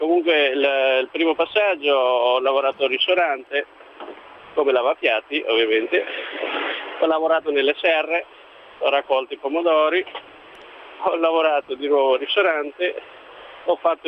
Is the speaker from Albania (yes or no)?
yes; Albania; Italian is a second language; now in Italy; Beh, io non so, io sono un albanese, non saprei cosa passa per la mente dei tunisini